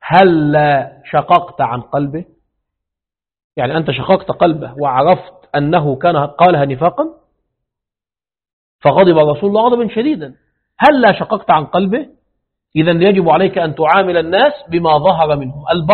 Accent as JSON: {"language": "Arabic", "country": "Egypt", "lives_now": "Kazakhstan", "said": "عندنا في مصر يفعلون هذا"}